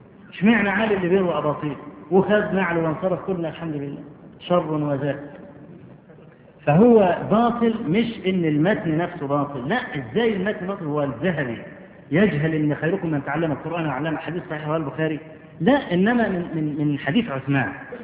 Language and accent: Arabic; Egypt; وأنا أذكر مرة في مسجد العزيز بالله عندنا في مصر